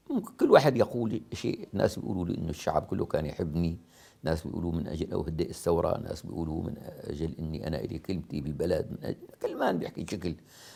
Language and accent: Arabic; Damascus, Damascus Governorate, Syria; أنا طلعت من دمشق وما حدا أساء لي أبدا